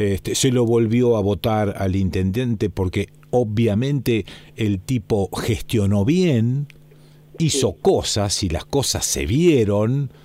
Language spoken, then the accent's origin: Spanish; Argentina; Porque somos así, los argentinos somos así.